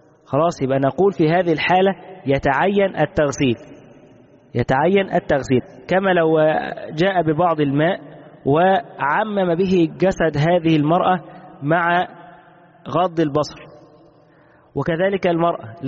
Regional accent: Egypt; كما هو الشائع عندنا في مصر

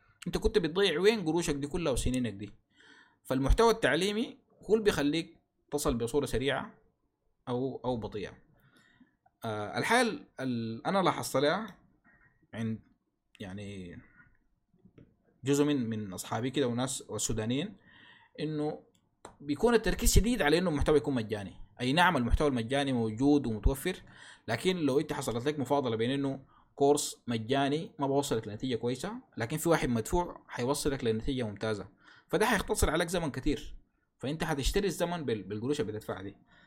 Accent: Sudan; للأسف بنلقى حتى يعني عندنا في السودان حتى الإعلانات بتاعت الكورسات بتكون من صور من النت

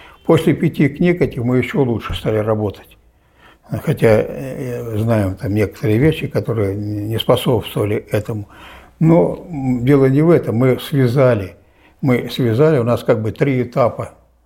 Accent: Novosibirsk Oblast, Russia; недалеко от моей родины, Новосибирской области.

